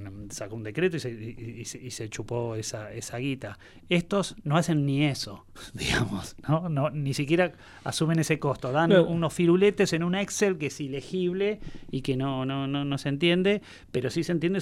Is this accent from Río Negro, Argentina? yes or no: no; La Plata, Buenos Aires Province, Argentina; yo tengo como una mirada muy, muy provincial, porque soy platense